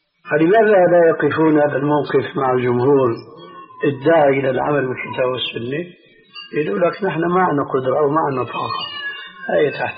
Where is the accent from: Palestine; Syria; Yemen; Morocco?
Syria; كما يقولون عندنا في سوريا